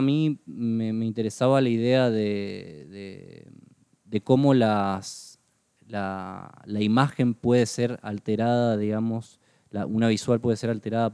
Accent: Posadas, Misiones, Argentina; moved away as an adult; now in Buenos Aires, Argentina; Yo nací en la ciudad de Posadas y aproximadamente a los 18 años migré justamente a la ciudad de Buenos Aires, que me vine a estudiar la carrera de imagen y sonido.

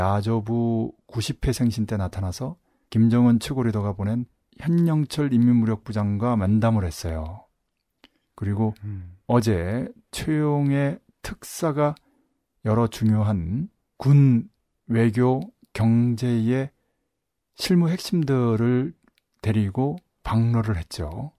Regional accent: South Korea; 남은 태어나서 자라온 곳이고 알게 모르게 접한 곳이기 때문에 너무나 잘 알고

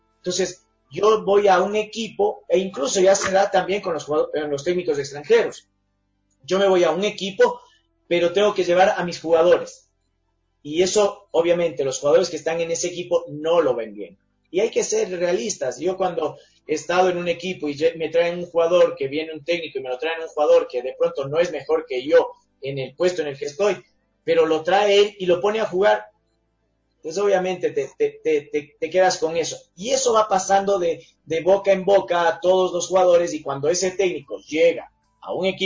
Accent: Ecuador; si es que uno, como ecuatoriano, dice, y bueno, che, ya se agrandó este

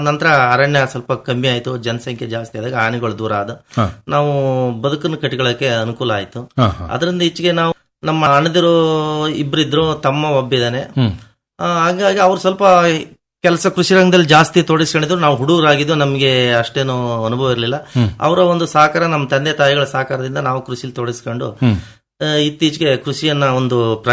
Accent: Arkalgud, Karnataka, India; ನಾವು ಮೂಲತಃ ಅರಕಲಗೂಡು ತಾಲೂಕ್ನವರು. ಅಲ್ಲಿ ಹೇಮಾವತಿ ಮುಳುಗಡೆಯಿಂದ ನಮ್ಗೆ ಇಲ್ಲಿ

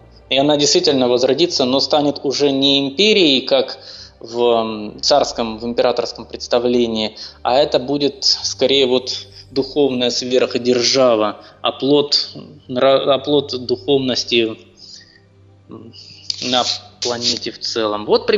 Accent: Crimea, Ukraine; Мне как крымчанин просто близкие образы, связанные с морем.

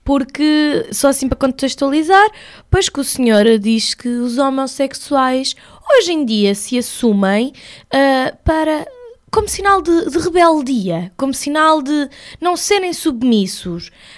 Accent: Leiria, Centro, Portugal; now in Lisbon, Portugal; Eu vivo em Lisboa há 3 anos, mas eu não sou daqui, sou de Leiria.

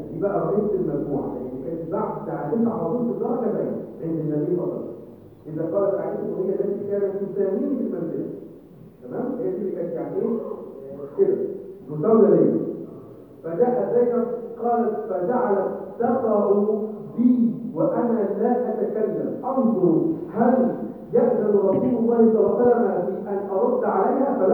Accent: Egypt; وانا دائما اقول يعني احنا عندنا في مصر

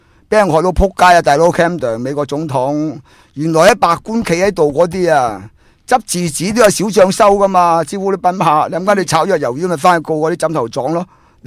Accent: Hong Kong; 譬如我哋香港人或者要提出意见，我哋可以

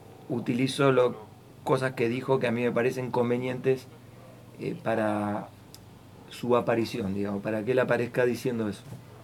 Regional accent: Venado Tuerto, Santa Fe, Argentina; born there; nací en Venado Tuerto, tengo 54 años

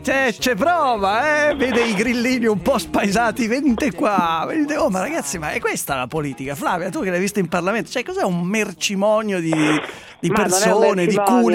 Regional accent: Milan, Lombardy, Italy; Tanto io sono di Milano

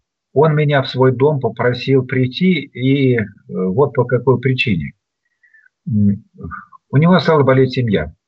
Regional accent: Vologda, Vologda Oblast, Russia; now in Moscow, Russia; Я когда приезжаю из Москвы в Вологду, тоже уже на вокзале, я дома. Уже так все знакомо. Подхожу к деревне, я дома.

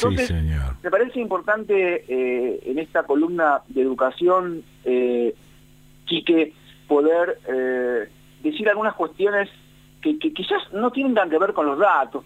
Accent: Argentina; en la memoria de la humanidad nuestra, como argentinos

